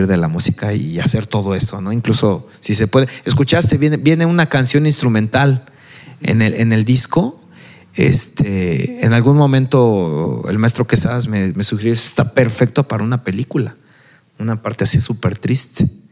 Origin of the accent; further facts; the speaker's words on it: Ciudad Sahagún, Hidalgo, Mexico; yo vengo de Ciudad Sahagún. Ciudad Sahagún está sentado en las faldas de dos cerros, el Santana y de este lado el Jiwingo.